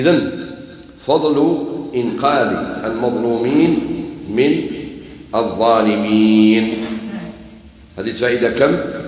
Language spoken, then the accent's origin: Arabic; Algeria; قال لي انت منين؟ قلت له انا من الجزائر